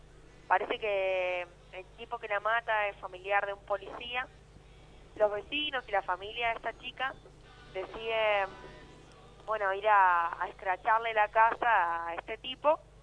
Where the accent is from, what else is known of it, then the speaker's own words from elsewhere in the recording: Merlo, Buenos Aires Province, Argentina; Sí, nosotros somos de Padua, de Merlo